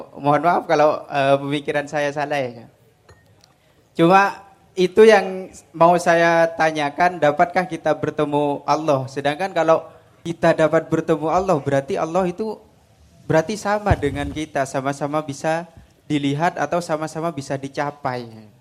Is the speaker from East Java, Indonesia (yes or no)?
yes; Bangkalan, East Java, Indonesia; Asal saya dari Kelbung 10 Bangkalan.